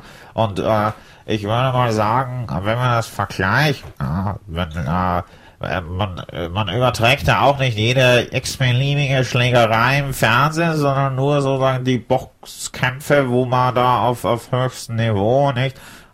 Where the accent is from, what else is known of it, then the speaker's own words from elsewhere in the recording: Hamburg, Germany; now in Munich, Germany; Ursprünglich bin ich aus Hamburg und habe mich dann spät verliebt in eine junge Frau, die mal mit der, wo wir verheiratet sind und in München leben.